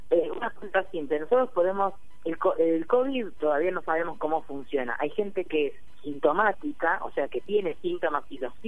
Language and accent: Spanish; Necochea, Buenos Aires Province, Argentina; Yo soy de Necochea, ¿eh? Casi vecina